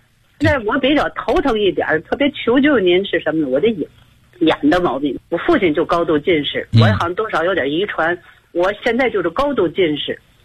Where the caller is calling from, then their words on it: Tianjin, China; 我是天津的一个会员